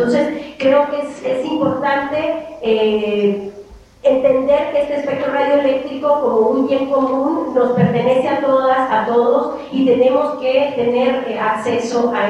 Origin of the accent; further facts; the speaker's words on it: Oaxaca, Mexico; En el caso de México, y específicamente de donde yo vengo, en Oaxaca